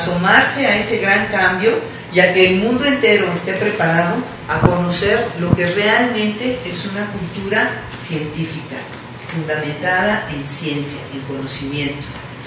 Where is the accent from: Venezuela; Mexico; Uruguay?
Mexico; como mexicanos siento que tenemos prácticamente la obligación de conocer primeramente lo nuestro.